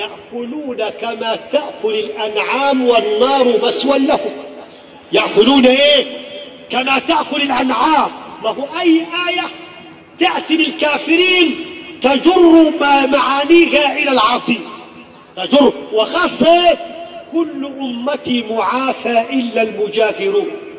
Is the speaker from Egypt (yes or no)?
yes; Egypt; ويتعالجوا عندنا في مصر مساكين